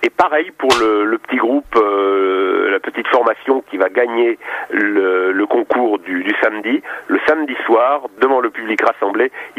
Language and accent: French; Nancy, Grand Est, France; Quand on vient de Nancy, c'est loin, donc autant amortir le voyage